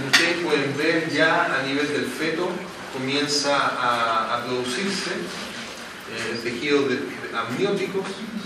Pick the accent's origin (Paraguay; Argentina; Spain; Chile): Chile; no, yo soy chileno, ¿cómo voy a estar desmayando aquí?